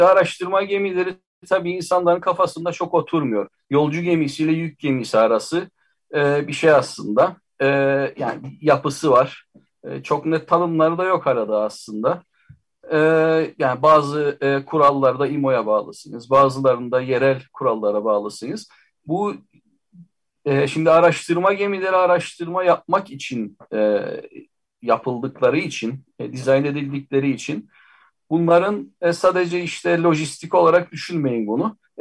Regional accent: Cyprus; Ben bir adalıyım, Kıbrıslıyım. Denizin içinde doğduk denebilir aslında.

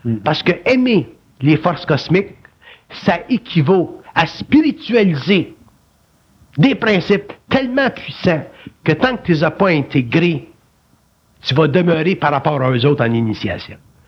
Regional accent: Quebec, Canada; born there; C'est pour ça que je suis né au Québec.

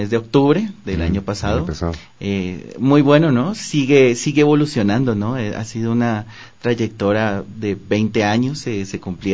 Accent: Bogotá, Colombia; moved away; Yo soy de la ciudad de Bogotá.

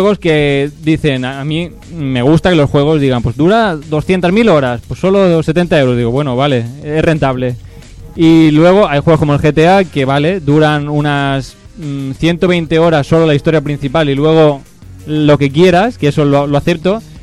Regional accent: Spain; Soy español, no, nunca me lo preparo.

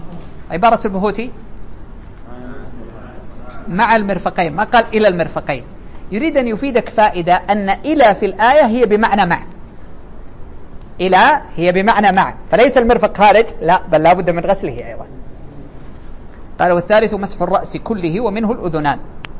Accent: Saudi Arabia; يعني على أنتم عندنا في السعودية هكذا

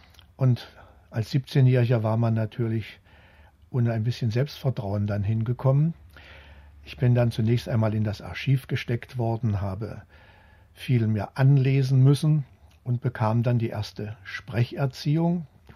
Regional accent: Kassel, Hesse, Germany; Ja, ich bin in Kassel aufgewachsen

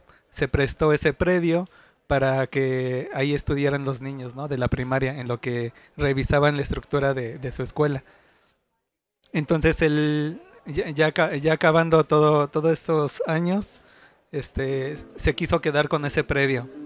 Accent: Santa Ana Tlacotenco, Mexico City, Mexico; de la comunidad indígena Nahua del pueblo de Santana Tlacotenco.

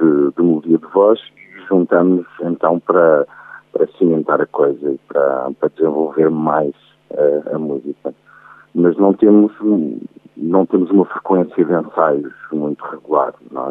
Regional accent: Lisbon, Portugal; Eu sou de Lisboa

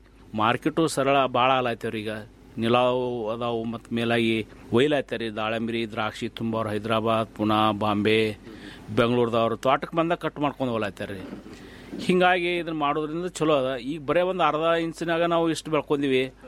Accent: Ratnapur, Karnataka, India; ನಮ್ಮ ಊರು ರತ್ನಾಪುರ ತಾಲೂಕು ತಿಕೋಟ ಜಿಲ್ಲಾ ಬಿಜಾಪುರದವ್ರು.

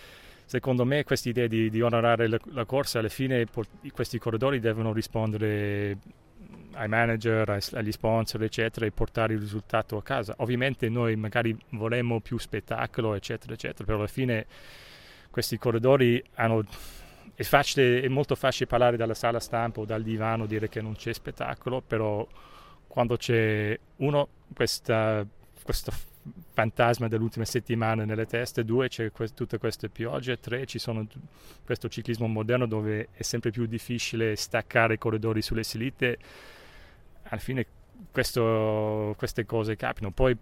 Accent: Cork, Munster, Ireland; Italian is a second language; forse sono parziale perché sono di Cork come lui

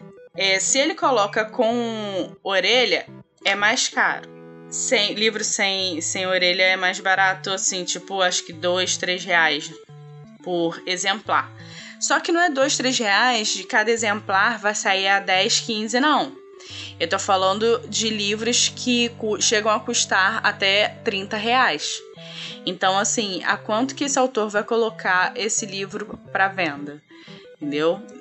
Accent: Brazil; eu não fui descoberta porque eu sou do Brasil.

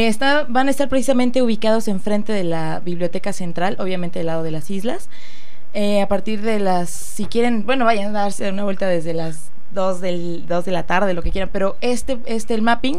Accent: Mexico; No, pues yo realmente yo soy mexicana, sí, mexicanísima

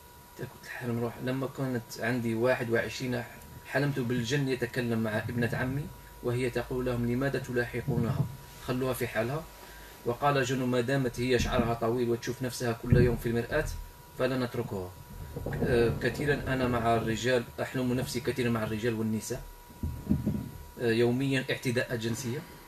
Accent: Algeria; now in Germany; أنا عايش في ألمانيا. انا جزائري

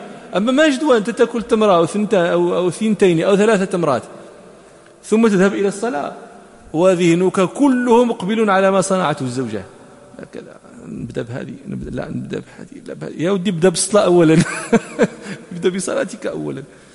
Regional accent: Morocco; ونحن عندنا في المغرب وكذا

